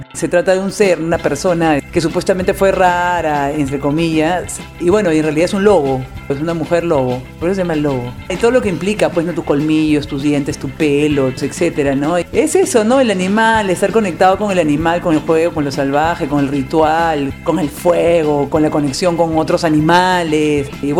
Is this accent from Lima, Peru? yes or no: yes; Lima, Peru; Bueno, yo soy de Lima, nací, crecí en el centro de Lima, ¿no?